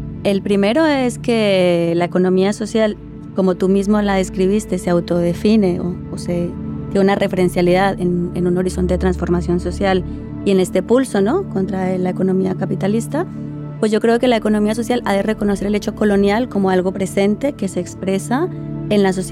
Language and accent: Spanish; Colombia; Yo, por ejemplo, que soy colombiana, allí hay una economía popular comunitaria